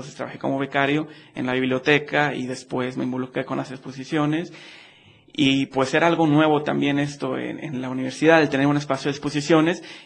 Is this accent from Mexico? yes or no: yes; Monterrey, Nuevo León, Mexico; Sí, soy de Monterrey.